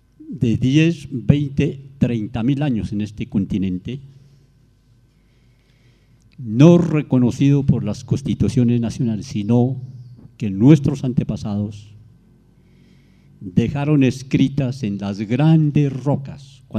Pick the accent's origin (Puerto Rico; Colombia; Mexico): Colombia; Yo estoy diciendo a mi gobierno en mi país, las normas en mi país